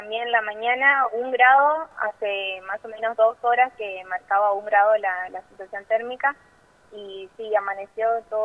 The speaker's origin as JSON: {"language": "Spanish", "region": "Chaco", "country": "Argentina", "tie": "born or raised there", "also_born_or_lived": "Corrientes", "said": "Nací en Corrientes, capital. Y bueno, a los pocos tiempos de nacimiento fui a vivir a la provincia del Chaco, que es ahí muy cerquita, y bueno, crecí ahí en Chaco."}